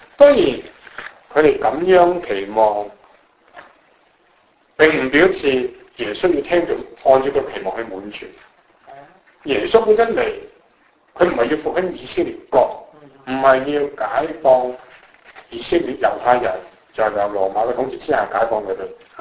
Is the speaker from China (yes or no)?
yes; China; 我哋中國人嘅國個朝代係最輝煌嘅。